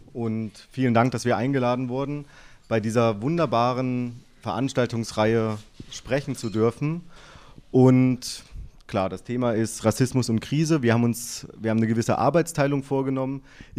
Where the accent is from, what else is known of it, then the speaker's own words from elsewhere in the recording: Berlin, Germany; Also ich bin aus Berlin